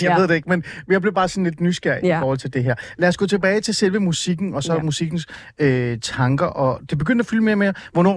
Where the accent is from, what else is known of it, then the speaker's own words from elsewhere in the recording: Ålsgård, Capital Region of Denmark, Denmark; Jeg tror jeg voksede op i Ålsgård, Nordsjælland.